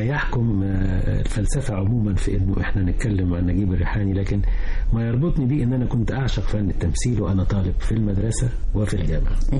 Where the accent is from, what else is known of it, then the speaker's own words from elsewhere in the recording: El Mahalla El Kubra, Gharbia, Egypt; كنا إحنا أصلا من المحلة الغربية، فشفته في طنطا